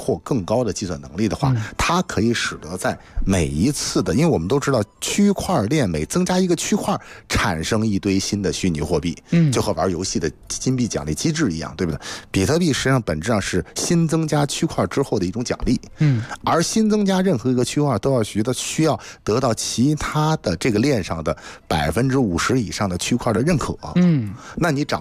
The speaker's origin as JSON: {"language": "Chinese", "country": "China"}